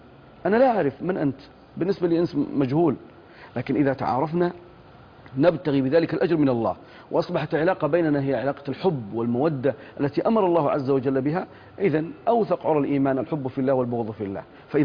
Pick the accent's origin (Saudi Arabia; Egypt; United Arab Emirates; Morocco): Saudi Arabia; Ara, Al Bahah Province; أنا أذكر هذا في قريتي في عارة في بني ظبيان في الباحة